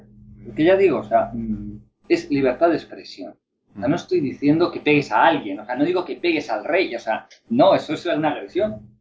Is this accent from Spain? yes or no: yes; Spain; Yo me siento profundamente español. Yo amo a mi país